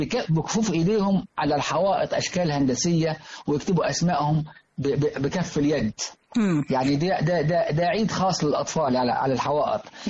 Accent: Minya Governorate, Egypt; لازم كل بيت في البادية عندنا في المنيا بالتحديد تجهز الست البدوية أكلتها

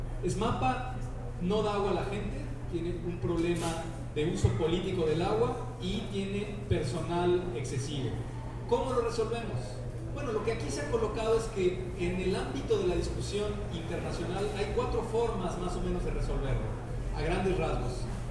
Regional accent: Mexico; como los mexicanos no podemos

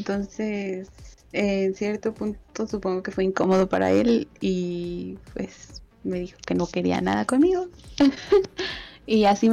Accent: Mexico; soy de México. Entonces, pues ya más o menos te imaginarás el color de mi piel. Soy una bonita mezcla de mis raíces.

